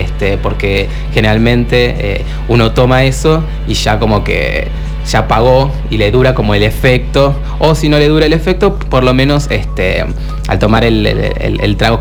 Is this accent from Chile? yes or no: no; Quilmes, Buenos Aires Province, Argentina; Yo me pierdo, yo soy de Quilmes, le cuento a la audiencia